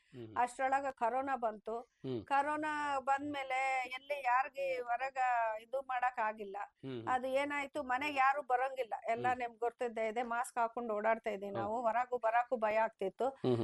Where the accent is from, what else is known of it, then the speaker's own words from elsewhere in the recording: Andhra Pradesh, India; moved away as an adult; now in Hosapete, India; ನಮ್ಮ ತಾತರ ಕಾಲದಿಂದ 100 ಇರೋರೆ ನಾವು. ನಾವು ಮೂಲತಃ ಆಂಧ್ರಲಿದ್ದ ಬಂದಿರೋಳು. ನಾನು ಮದ್ವೆ ಆಗಿ ಹೊಸಪೇಟೆಗೆ ಬಂದಿರೋದು 1993 ಮದ್ವೆ ಆಗಿರೋದು.